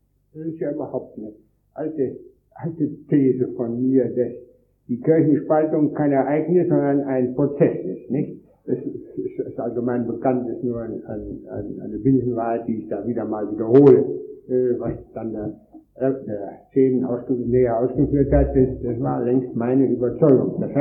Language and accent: German; Wrocław, Lower Silesian Voivodeship, Poland; und in meiner Heimat Breslau